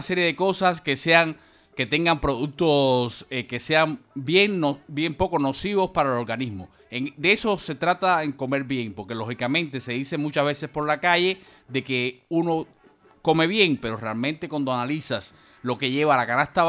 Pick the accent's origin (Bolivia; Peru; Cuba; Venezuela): Cuba; yo soy cubano y provengo de un país azucarero.